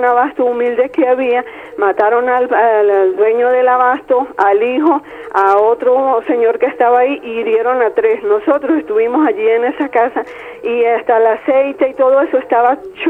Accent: Táchira, Venezuela; esta es una situación grave y vergonzosa como venezolano. Me han contado la gente que fue a mi estado natal, el estado Táchira

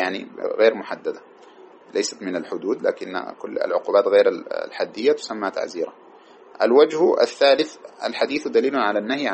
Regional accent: Sudan; وهناك مسألة عندنا في السودان تشبه هذه وهي مشكلة

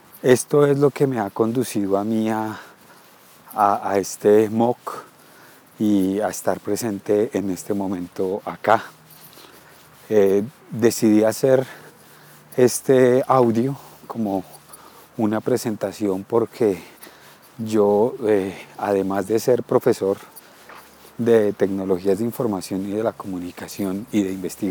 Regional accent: Bogotá, Colombia; Soy bogotano, la capital de Colombia

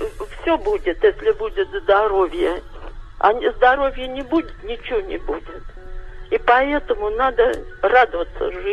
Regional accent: Serpukhov, Moscow Oblast, Russia; вот я росла в Серпухове. Мне 70 лет.

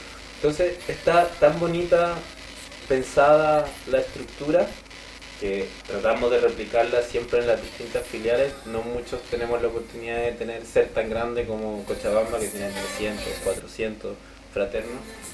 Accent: Cusco, Peru; born there; Yo nací en Cusco.

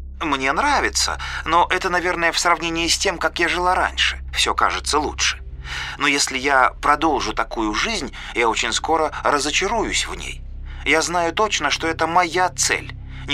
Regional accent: Kyrgyzstan; now in Russia; Я родилась и выросла в Киргизии. Почти 2 года назад мы переехали в Россию в поисках лучшей жизни.

